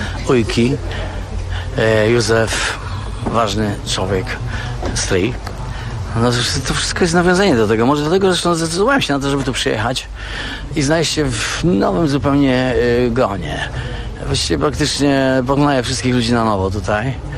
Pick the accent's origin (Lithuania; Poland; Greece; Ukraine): Poland; Silesian Voivodeship; Ja jestem w ogóle Ślązakiem. Z południa mieliśmy zupełnie inne sytuacje u nas.